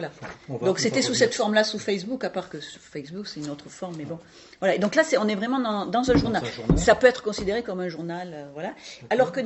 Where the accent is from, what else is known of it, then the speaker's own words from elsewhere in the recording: south of the Loire, France; born there; Vous l'entendez à mon accent, je suis née en dessous de la Loire, bien en dessous de la Loire.